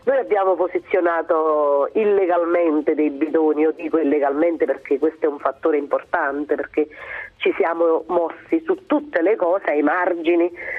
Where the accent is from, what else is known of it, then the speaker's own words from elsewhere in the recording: Campania, Italy; moved away as an adult; io ho fatto in omaggio alla mia terra, che è la terra dei fuochi, dove, insomma, da dove sono andata via